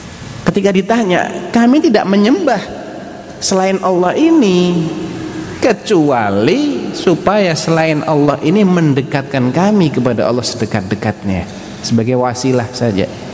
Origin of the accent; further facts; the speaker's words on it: Central Java, Indonesia; saya Jawa Tengah ya.